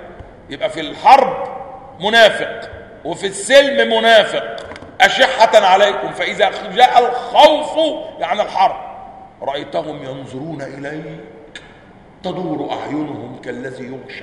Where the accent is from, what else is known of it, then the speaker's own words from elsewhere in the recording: Upper Egypt, Egypt; اصل انا صعيدي على فكره عشان بس ما تفتكروش العمليه، انا صعيدي الصعيدي، ها واخدين بالكم؟ والدماغ دماغ صعيدي